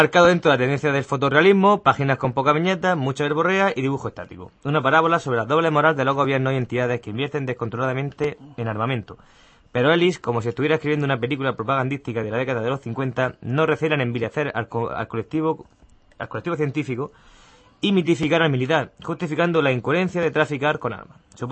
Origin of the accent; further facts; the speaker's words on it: La Cumbre, Extremadura, Spain; sí, he sido pregonero de mi pueblo en Semana Santa. De la Cumbre.